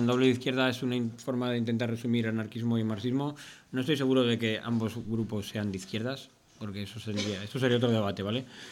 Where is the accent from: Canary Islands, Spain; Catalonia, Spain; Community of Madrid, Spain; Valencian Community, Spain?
Valencian Community, Spain; Valencia; tenía cosas que hacer en Valencia, que es de donde vengo.